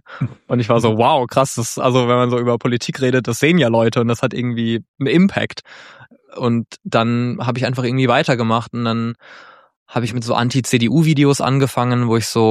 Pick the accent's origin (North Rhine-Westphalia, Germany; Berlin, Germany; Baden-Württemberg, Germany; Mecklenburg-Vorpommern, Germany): Baden-Württemberg, Germany; Mannheim; Ich komme, wie gesagt, aus Mannheim und in der Nähe von Mannheim, das ist nicht so weit von der französischen Grenze.